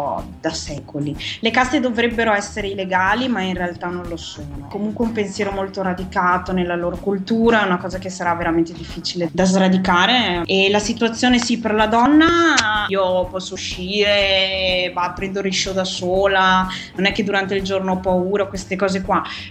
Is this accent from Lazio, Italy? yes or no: no; Padua, Veneto, Italy; Io sono di Padova.